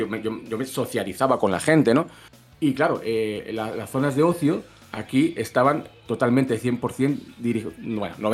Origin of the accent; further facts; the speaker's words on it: Valladolid, Castile and León, Spain; now in Gran Canaria, Spain; yo vengo de Valladolid y a este sitio, pues no había el acceso que tenía yo a ese tipo de música en Valladolid, ¿no?